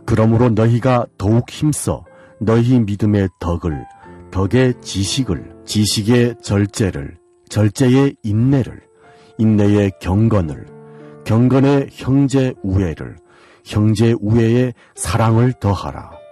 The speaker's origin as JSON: {"language": "Korean", "country": "North Korea", "moved": "yes", "lives_now": "South Korea", "said": "지금까지 진행해 저는 탈북민"}